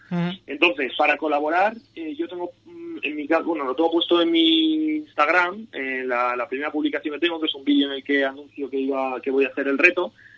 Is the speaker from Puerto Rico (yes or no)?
no; Madrid, Community of Madrid, Spain; yo, bueno, pues a que soy de Madrid